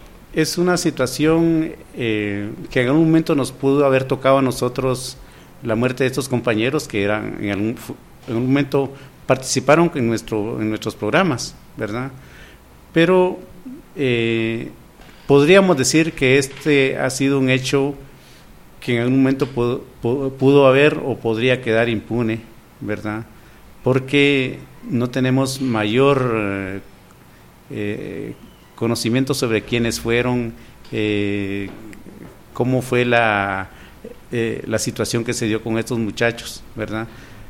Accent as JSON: {"language": "Spanish", "country": "Guatemala", "said": "la violencia en general que vivimos como guatemaltecos, ¿verdad?"}